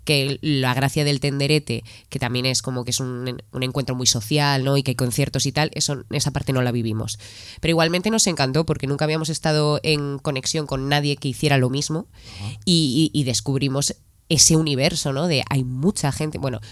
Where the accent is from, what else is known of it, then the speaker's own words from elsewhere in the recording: Madrid, Community of Madrid, Spain; Somos de Madrid, sí.